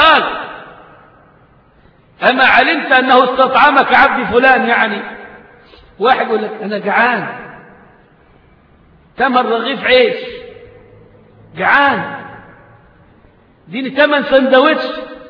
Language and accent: Arabic; Egypt; قيل في المثل عندنا كمصريين